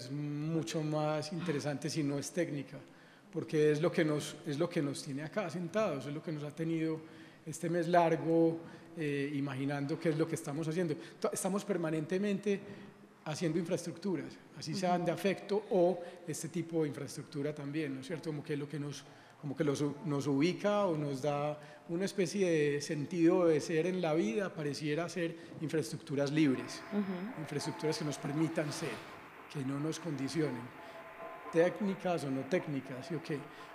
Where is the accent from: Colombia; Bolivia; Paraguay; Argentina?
Colombia; Como de cómo operamos como seres humanos, como colombianos hoy